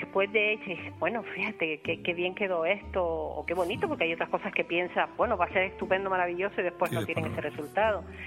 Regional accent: Arucas, Canary Islands, Spain; yo que soy de Arucas y de toda la vida

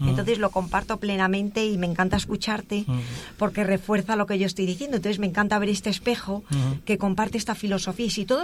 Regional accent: Galicia, Spain; now in Madrid, Spain; Yo vivo en Madrid, pero soy gallega.

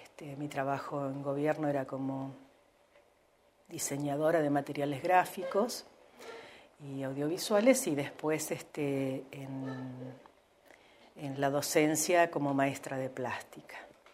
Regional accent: Santa Rosa, La Pampa, Argentina; yo vengo a Santa Rosa a estudiar en el 77. Si bien soy nacida en Santa Rosa, hicimos los primeros años de escuela primaria con mi hermana, acá en Santa Rosa también, que vivía mi abuela materna, porque con nuestros padres vivíamos en el campo.

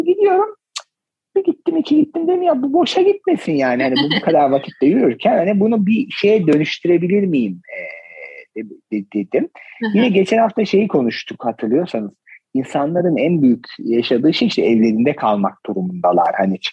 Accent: Ordu, Turkey; Mesela yakın zamanda Ordu'ya gitmiştim. Dedim ki arkadaşlar bakın bu oradan şimdi işte bizim köyümüze gidenler, ben normalde oralıyım

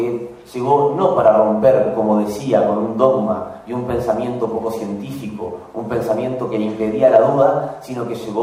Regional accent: Paraná, Entre Ríos, Argentina; born there; now in Rosario, Argentina; Yo no soy de Córdoba, yo soy de. Nací en Paraná, pero mi vida desde hace 20 años prácticamente es en la ciudad de Rosario.

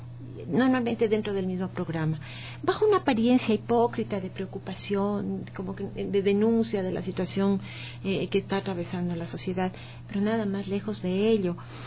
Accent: Ecuador; no se está trabajando en función de la sociedad, de los valores que tenemos como ecuatorianos

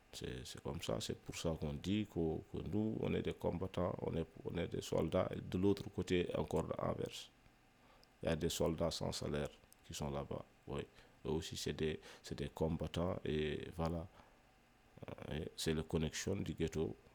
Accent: Mauritania; Je viens de la Mauritanie, bon, voilà, Mauritanie, République islamique Mauritanie, comme ils disent, République islamique, donc voilà. Je suis un négro mauritanien de l'autre côté du fleuve.

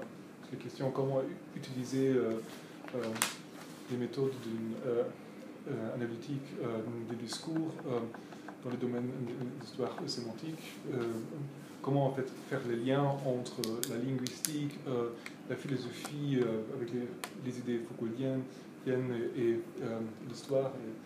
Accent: Germany; French is a second language; Surtout chez nous, en Allemagne, nous avons le problème que les historiens ne sont pas formés de manière qu'ils savent traiter des problèmes avec un ordinateur.

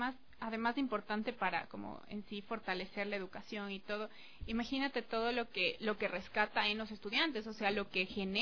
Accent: Lago Agrio, Sucumbíos, Ecuador; yo crecí en el oriente, o sea, yo crecí en la Amazonía, crecí en la Aguagrio

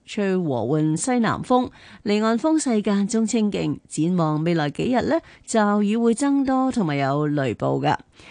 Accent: Hong Kong; 咁呢个我哋香港人咧都好想诶，即系能够达得到，又为港而争光啊！

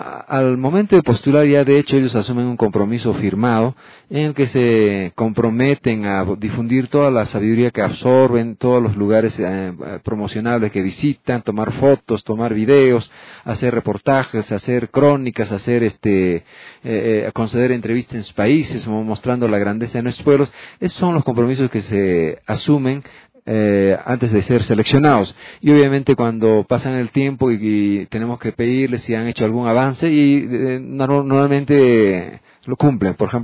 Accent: Peru; Porque yo como peruano vengo por unos días y regreso

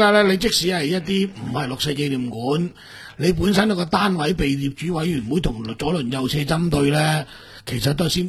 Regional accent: Guangdong, China; 即係我廣東人所講二樓咧

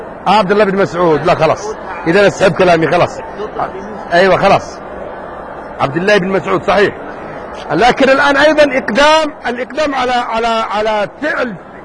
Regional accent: Yemen; قد مر عليكم الجدري رايتموه كان عندنا قديم كان موجود عندنا في اليمن زمان

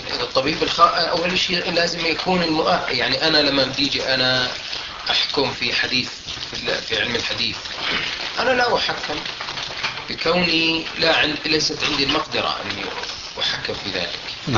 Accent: Jordan; فالقانون الطب عندنا في الأردن لا يمنع ذلك

